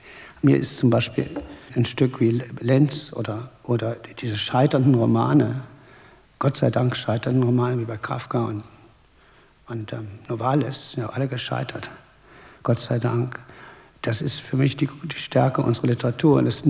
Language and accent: German; Thuringia, Germany; also born or lived in United States; Ich bin in Thüringen aufgewachsen und habe zwar Abitur gemacht in der Rhön, aber Internat, Schloss Bieberstein und danach sofort praktisch nach Harvard.